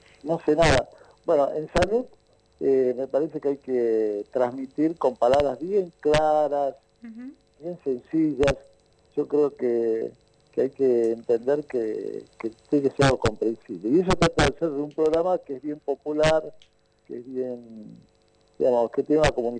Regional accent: Italy; yo como soy italiano

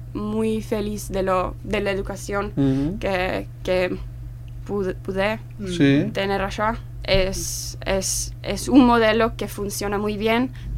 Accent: Helsinki, Uusimaa, Finland; Spanish is a second language; Sí, sí, uh-huh. sí. Como afuera del capital, pero sí. Ajá. Paso... la mayoría de mi vida al capital.

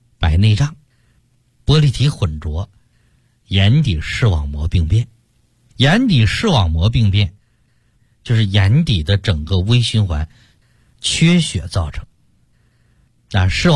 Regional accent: China; 但也不能说我们中国的中医学不科学，因为我们中国的中医学它是哲学范畴的智慧

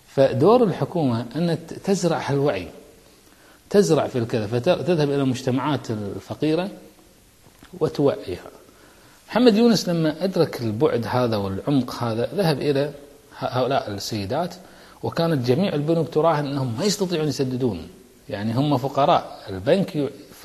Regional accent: Kuwait; مجتمعات كسلانة ما عندنا بالكويت

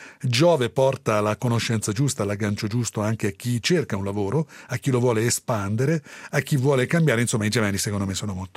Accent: Tuscany, Italy; A settembre dal mio paese si dice l'uva matura e il fico pende, ma noi sai, siamo toscani.

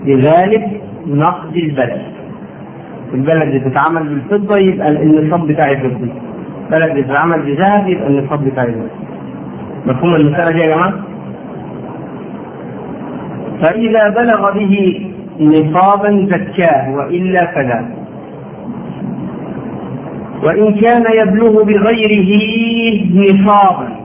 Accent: Egypt; ما هي نفس المشكلة عندنا في مصر

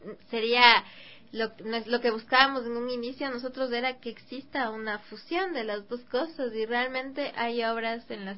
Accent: Ecuador; incluso yo como ecuatoriana necesito aprender más de mi cultura

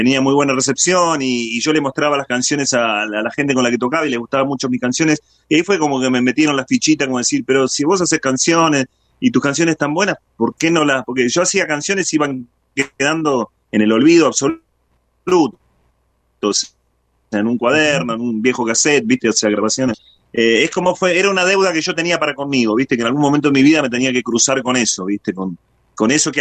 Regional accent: Buenos Aires, Argentina; Yo soy oriundo de Buenos Aires, pero de Buenos Aires

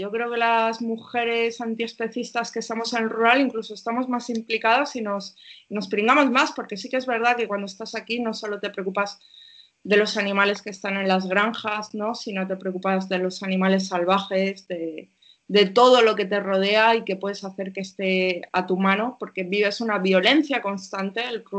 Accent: Castile and León, Spain; Yo soy una persona que vengo de un pueblo de Castilla y León, de un pueblo de España profunda, y me considero, y con los años más, me considero una persona de pueblo, que soy feliz aquí con el tractor y soy feliz haciendo cosas de pueblo

